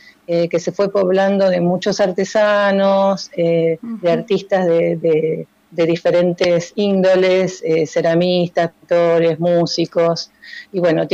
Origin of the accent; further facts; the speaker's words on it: La Plata, Buenos Aires Province, Argentina; y criada en un barrio, ¿no? En un barrio que se llama El Retiro, en las afueras de La Plata.